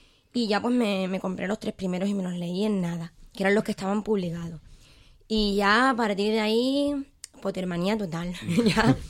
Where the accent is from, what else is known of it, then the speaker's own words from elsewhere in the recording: Chiclana de la Frontera, Andalusia, Spain; Fue cuando yo vivía en mi pueblo, que, bueno, a pesar de... Es Chiclana, que a pesar de tener sus 80.000 habitantes, pues está ahí un poco ahí aislado del mundo.